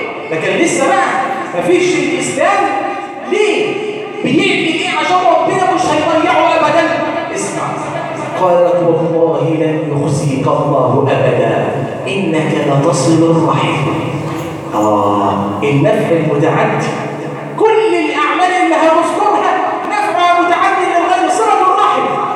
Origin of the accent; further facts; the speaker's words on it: Egypt; اللهم ارزق بلادنا مصر الأمن والأمان